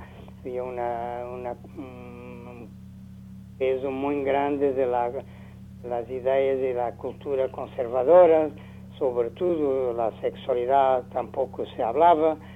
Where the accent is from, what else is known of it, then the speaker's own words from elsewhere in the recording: Lisbon, Portugal; born there; Spanish is a second language; yo nací en Lisboa en mediados del siglo pasado, ¿no?